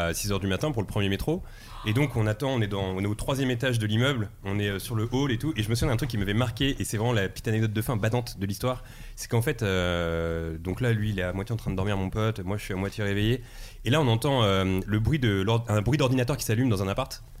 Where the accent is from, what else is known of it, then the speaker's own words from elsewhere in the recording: Drancy, Île-de-France, France; also born or lived in Bobigny; En fait, moi je suis né à Drancy, j'ai grandi à Drancy et à Bobigny dans le 93.